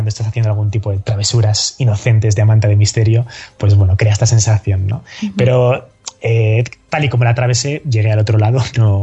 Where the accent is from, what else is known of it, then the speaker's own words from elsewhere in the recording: Spain; mire, yo soy un chico español